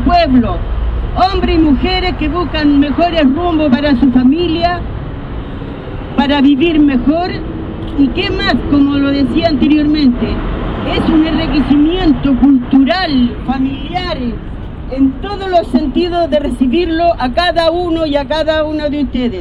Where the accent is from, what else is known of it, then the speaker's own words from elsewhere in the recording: Chile; Y le hago un llamado a los chilenos, a mi pueblo, que no seamos unos malos desagradecidos.